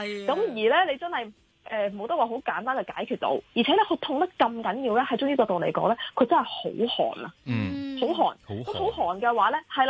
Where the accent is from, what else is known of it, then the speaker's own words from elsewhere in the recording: China; 其實中國咧，我哋中國人都好叻㗎。